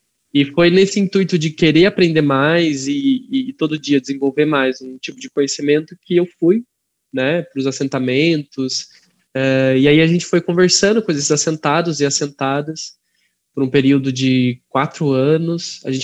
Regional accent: Joanópolis, São Paulo, Brazil; eu sou de Joanópolis, numa cidade muito distante de Rosana, mais de 800 e poucos quilômetros

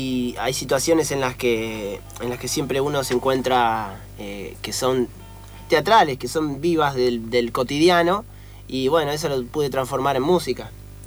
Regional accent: Mar del Plata, Buenos Aires Province, Argentina; Y viví casi 20 años.

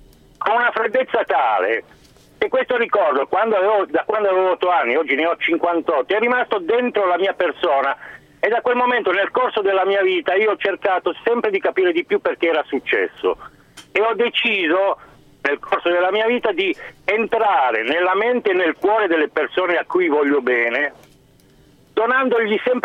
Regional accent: Savona, Liguria, Italy; now in Cremona, Italy; Non sono di Cremona, sono di Savona.

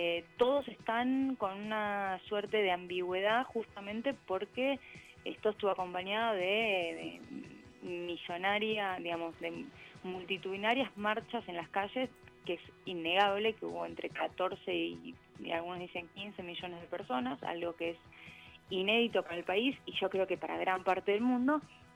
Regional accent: Argentina; nos, por lo menos a nosotros creo como argentinos, nos choca estas dos imágenes al mismo tiempo

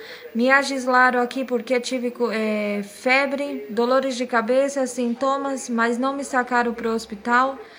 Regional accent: Brazil; Spanish is a second language; como yo soy extranjera, soy brasileña, descendente do Brasil

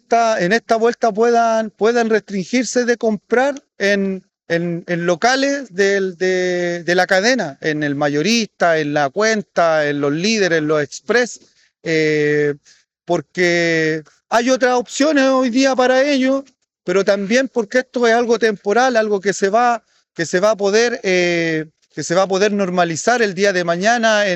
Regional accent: Chile; nosotros como Estado, como pueblo chileno, no hemos tenido la capacidad de poder impedir esa vulneración

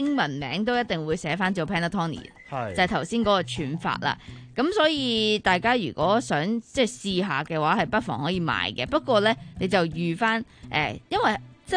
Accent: Hong Kong; 可能我哋香港人普遍。食开好软熟嘅蛋糕，或好软熟嘅面包嘅咁样啦。

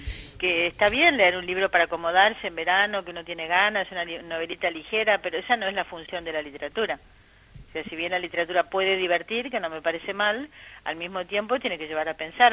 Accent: Argentina; a mí como argentina, lo decías muy bien, es un país que sí ha trabajado la memoria

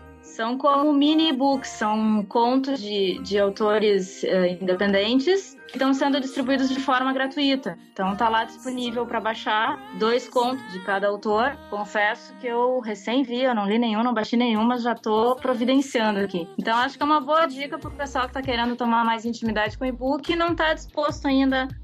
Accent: Rio Grande do Sul, Brazil; eu sou gaúcha

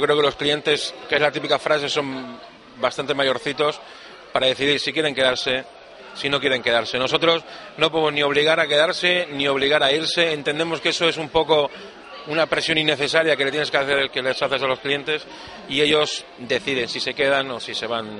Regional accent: Mallorca, Balearic Islands, Spain; now in Lanzarote, Spain; se entiende por mi acento que no soy de la isla, soy de otra isla, soy de Mallorca, pero llevo aquí ya 22 años.

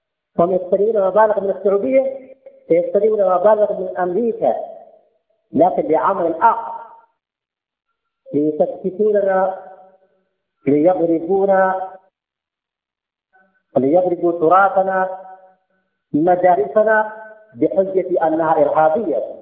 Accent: Yemen; نحن يمنيين وهم سعوديين

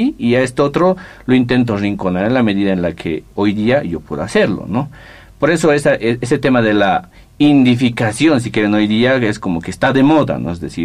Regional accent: Bolivia; moved away as an adult; me fui de Bolivia a estudiar el posgrado del 2009 y hasta antes de eso me daba cuenta

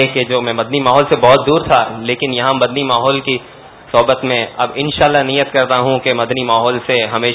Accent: Karachi, Sindh, Pakistan; اور میرا تعلق باب المدینہ کراچی سے ہے

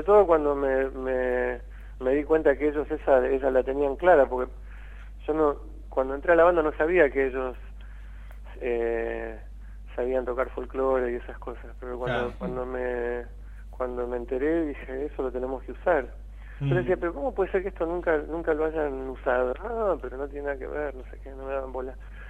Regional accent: United States; now in Argentina; Yo crecí en Estados Unidos. Y me pasé de los 11 a los 27 años en Estados Unidos.

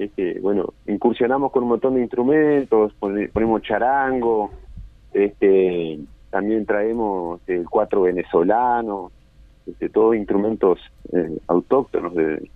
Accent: Cerro Largo, Uruguay; now in Colonia, Uruguay; que soy de Cerro Largo, oriundo, pero bueno, hace un par de años estamos radicados aquí en el departamento de Colonia

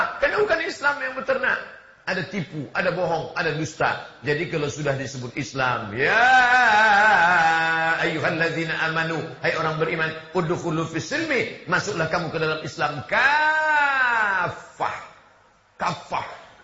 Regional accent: Riau, Indonesia; Saya dari Riau, kabupaten di tempat kami, ada yang zakatnya 10 miliar.

